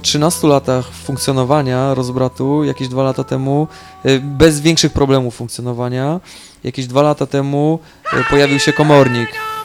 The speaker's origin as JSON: {"language": "Polish", "town": "Poznań", "region": "Greater Poland Voivodeship", "country": "Poland", "said": "z Poznania, przyjechałem wczoraj do Amsterdamu, jestem związany z rozbratem, mieszkam tam i realizuję różne projekty tam się dziejące, jestem kilka dni w odwiedzinach."}